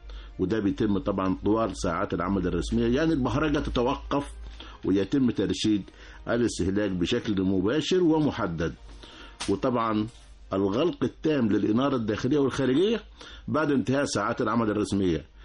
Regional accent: Egypt; يعني إحنا من عادتنا كمصريين بشتري الحاجة مع الكتالوج بتاعها

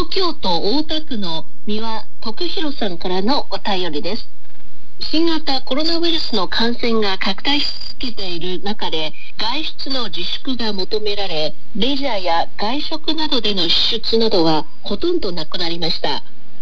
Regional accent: Fujian, China; 私は福建省の出身ですので今日は福建料理についてお話ししましょう

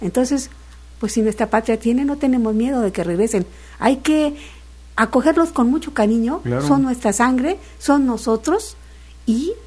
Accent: Jalisco, Mexico; Pues es que yo soy de Jalisco, ¿ves?

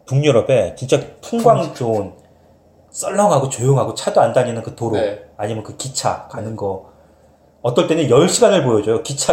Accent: South Korea; 내가 한국 사람이지만

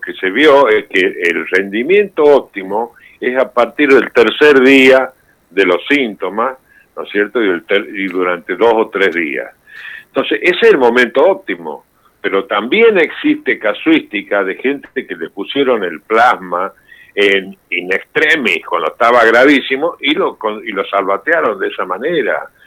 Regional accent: Argentina; now in Spain; Yo estuve exiliado en España bastante tiempo, y me nacionalicé español, pero no puedo convencer a nadie que soy español aparte de argentino. Con esta tonada he perdido mucha guita.

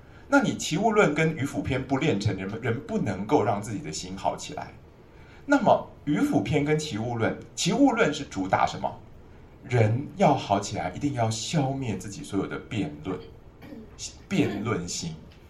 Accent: Taiwan; 那你有没有发现我们台湾人最近这些年大肠癌节节攀升

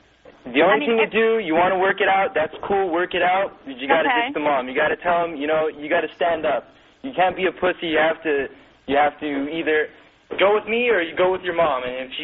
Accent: Armenia; I'm from Armenia, but regardless...

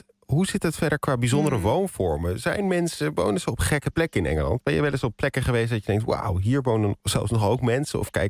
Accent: Amsterdam, North Holland, Netherlands; born there; Ik kan als geboren Amsterdammer helemaal daar niks meer in kopen.

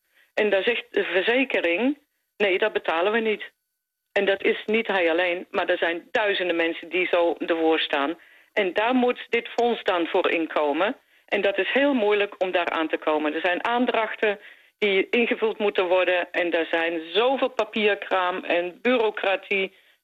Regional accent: Netherlands; Ik ben zelf Nederlandse, dus ik weet wat er gebeurt met water.

